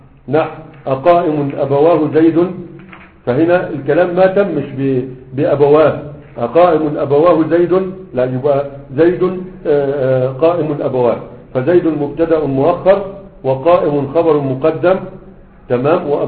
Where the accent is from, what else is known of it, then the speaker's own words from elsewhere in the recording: Sanaa, Yemen; ها عندنا في صنعاء ما كانش ما كانش أصبع الأكبر